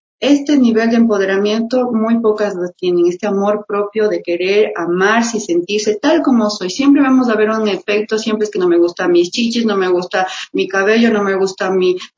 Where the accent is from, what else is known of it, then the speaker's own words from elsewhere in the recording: Baños, Tungurahua, Ecuador; now in Quito, Ecuador; yo soy de Baños, de Agua Santa, y allá yo vengo acá, mi querido Quito maravilloso, ya 12 años de acá, y estoy pues en Argentina, en Bellas Artes, ahí realización audiovisual